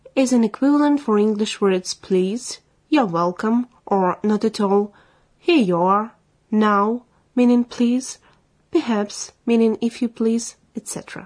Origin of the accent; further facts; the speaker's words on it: Minsk, Belarus; English is a second language; I'm from Minsk.